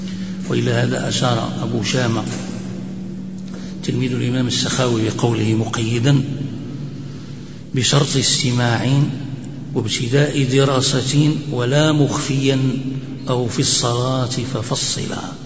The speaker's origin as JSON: {"language": "Arabic", "country": "Morocco", "said": "وهذا نظم أيضا مشهور عندنا في المغرب، هناك يقرأ به الناس قراءة"}